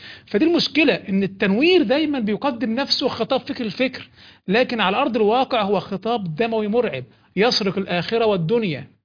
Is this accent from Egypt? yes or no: yes; Egypt; احنا عندنا في مصر البوليس